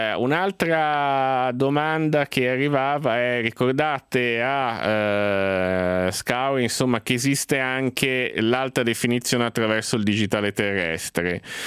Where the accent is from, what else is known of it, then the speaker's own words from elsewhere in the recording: Genoa, Liguria, Italy; io sarà che sono anche genovese